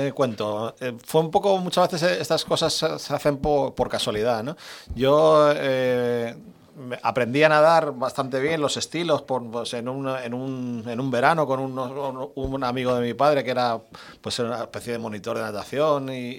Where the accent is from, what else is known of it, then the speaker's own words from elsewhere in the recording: Madrid, Community of Madrid, Spain; había una piscina en mi casa en Carabanchel. Yo me crié en Carabanchel